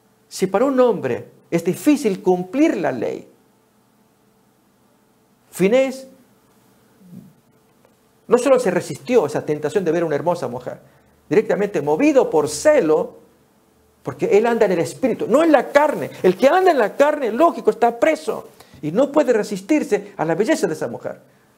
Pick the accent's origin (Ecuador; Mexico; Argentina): Argentina; Años atrás, en Argentina, en mi país, hubo una crisis económica tal que hubo que devaluar el dinero